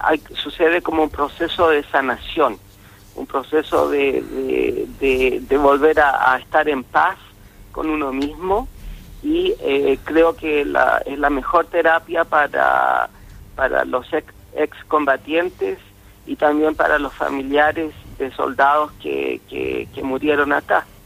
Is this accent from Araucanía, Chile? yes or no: no; Santiago, Santiago Metropolitan Region, Chile; also born or lived in Punta Arenas; now in Falkland Islands; Sí, soy de Santiago de Chile. Pero antes de venirme acá a las islas, yo estaba viviendo en Punta Arenas.